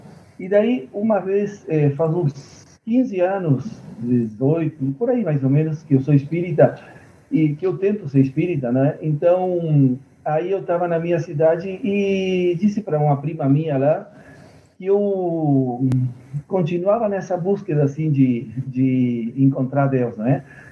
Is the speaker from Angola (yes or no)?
no; Rivera, Uruguay; moved away as an adult; now in Montevideo, Uruguay; Eu sou do norte do Uruguai, da fronteira com o Brasil. Sou de uma cidade que chama-se Ribeira, em frente à cidade gaúcha Santana do Livramento. Eu, quando morava na minha cidade, morei aí até os 18 anos, daí eu vim morar em Montevidéu para estudar